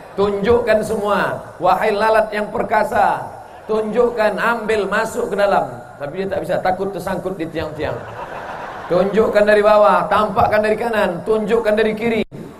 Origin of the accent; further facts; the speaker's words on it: Riau, Indonesia; Kalau kami datang dari bumi lancang kuning Riau